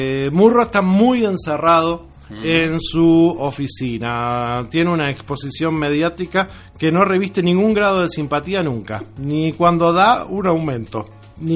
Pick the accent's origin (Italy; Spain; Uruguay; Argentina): Uruguay; San Fernando de Maldonado, Maldonado; Y nosotros, como uruguayos, como fernandinos, somos fernandinos